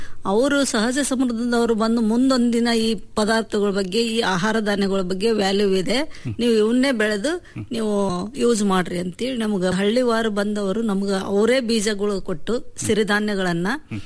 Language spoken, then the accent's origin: Kannada; Maravalli, Karnataka, India; born there; ನಾನು ಹುಟ್ಟಿದ್ದು ಶಿಕಾರಿಪುರ ತಾಲೂಕು ಮಾರವಳ್ಳಿ, ಅಲ್ಲಿ ನಮ್ ತಂದೆ ಊರು.